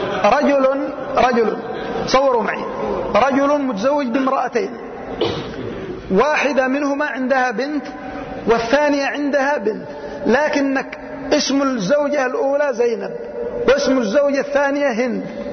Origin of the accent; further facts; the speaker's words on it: Yemen; كثير من البلاد عندنا في اليمن